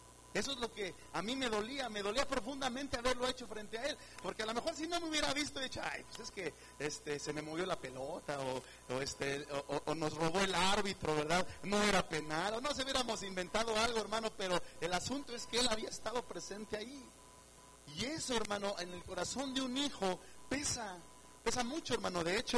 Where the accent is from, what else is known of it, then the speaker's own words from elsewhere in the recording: Mexico; Yo tiré un penalti como buen mexicano